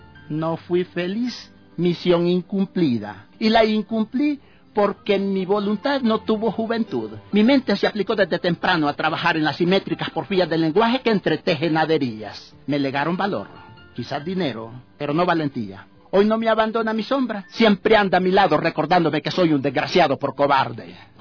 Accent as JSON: {"language": "Spanish", "country": "Honduras", "moved": "as an adult", "said": "Soy hondureño, pero ya vine aquí con mi lenguaje formado, con mi habla. De manera que a los 22 años yo ya hablaba como todo buen hondureño y entonces el acento lo traje"}